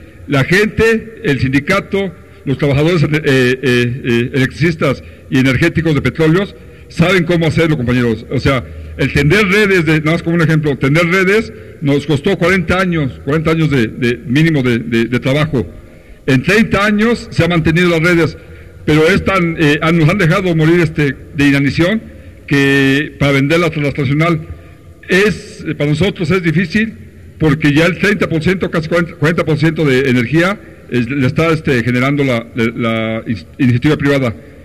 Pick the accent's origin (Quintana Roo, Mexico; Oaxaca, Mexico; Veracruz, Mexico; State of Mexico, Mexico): State of Mexico, Mexico; Amecameca; Yo soy de electricista, soy obrero y también soy aquí de Ameca Meca, de Centlalpan.